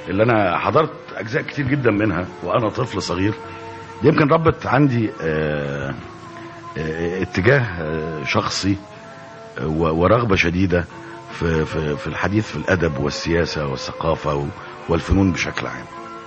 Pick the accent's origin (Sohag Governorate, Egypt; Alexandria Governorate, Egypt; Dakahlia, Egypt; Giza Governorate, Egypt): Giza Governorate, Egypt; Giza; ثم تفرقت بعض الأفرع من هذه العائلة في أنحاء كثيرة من مصر، إنما أنا شخصيا ولدت وتربيت في الجيزة، وبين حواري الجيزة وشوارعها وأزقتها كانت البدايات.